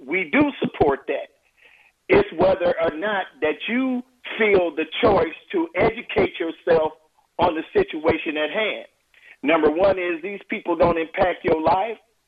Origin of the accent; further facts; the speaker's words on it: Chicago, Illinois, United States; now in Covington, United States; But I'm calling from Covington, Georgia, but actually I'm a 65-year-old Chicagoan.